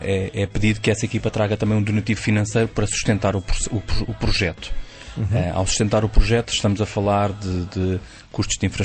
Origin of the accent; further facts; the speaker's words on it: Portugal; nós, como bons portugueses